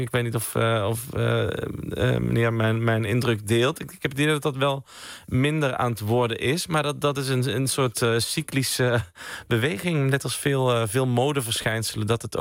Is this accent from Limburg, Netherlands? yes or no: yes; Sittard, Limburg, Netherlands; Ik kom zelf uit Sittard, uit Zuid-Limburg.